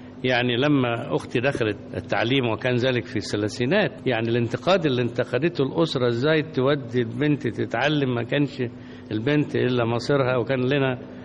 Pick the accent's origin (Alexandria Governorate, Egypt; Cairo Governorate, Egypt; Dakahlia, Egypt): Dakahlia, Egypt; Mit El Khouli Moemen; قريتنا اسمها ميت الخول مؤمن من احدى قرى محافظة الدقهلية.